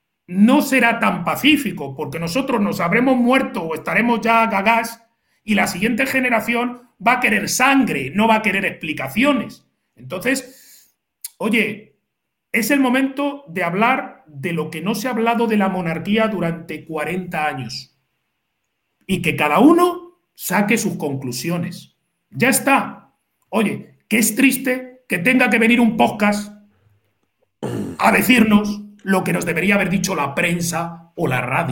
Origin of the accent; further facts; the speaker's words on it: Spain; yo creo que ya no somos los españoles de la época de mis padres, traumatizados por la dictadura, la guerra y todo eso.